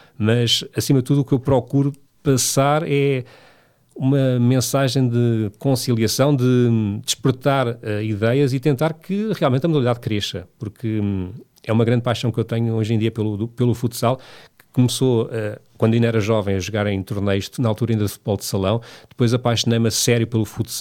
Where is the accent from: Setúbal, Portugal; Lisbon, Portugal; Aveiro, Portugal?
Lisbon, Portugal; Lourinhã; Eu por acaso, quando era pequeno na Lourinha, fui acólito na missa.